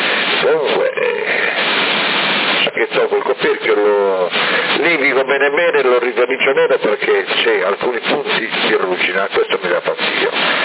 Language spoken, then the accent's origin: Italian; Florence, Tuscany, Italy; però io sono di Firenze, quindi ne ho sentito troppo.